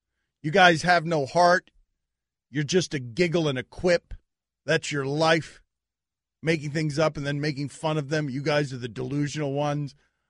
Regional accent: Jersey City, New Jersey, United States; born there; Yeah, I was born in Jersey City, actually.

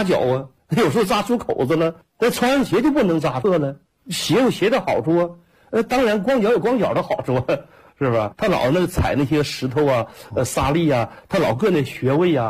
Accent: Jilin, China; 我说我是吉林的

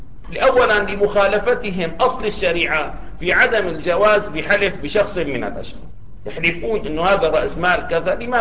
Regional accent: Syria

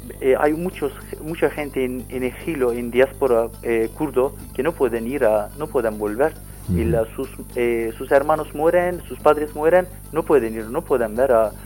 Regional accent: Dersim, Tunceli Province, Turkey; Spanish is a second language; Yo soy de Dersim.

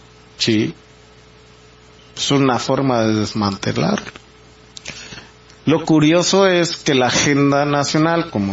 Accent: Mexico; en lo que somos mexicanos en este caso

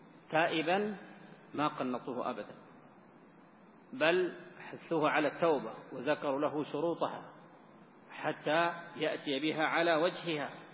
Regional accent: Sudan; المشايخ عندنا في السودان

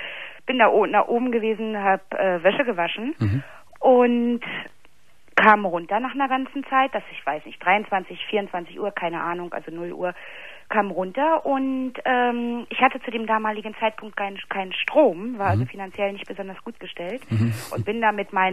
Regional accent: Berlin, Germany; ich komme aus Berlin, habe in Berlin gelebt und wohnte Hochparterre, wohnte ich und über mir wohnte mein Onkel und meine Tante.

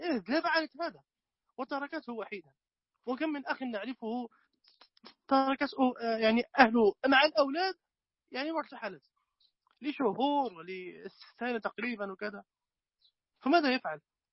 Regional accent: Morocco; نحن أنا أقول لك ما عندنا في المغرب

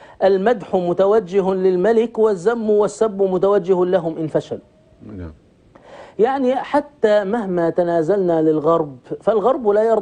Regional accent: Egypt; نحن عندنا في مصر

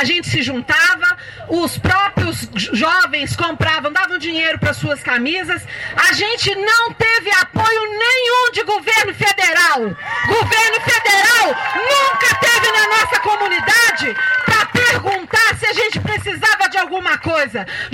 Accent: Paracatu, Minas Gerais, Brazil; Eu sou de Paracatu e lá em Paracatu a gente tinha uma comunidade bem organizada.

